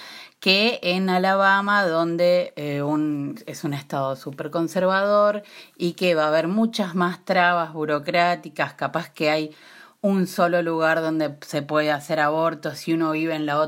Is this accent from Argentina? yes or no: yes; Argentina; now in United States; Yo soy parte de la colectiva feminista Las Pibas de California, que somos personas argentinas que vivimos en California, en el área de la Bahía y sus alrededores.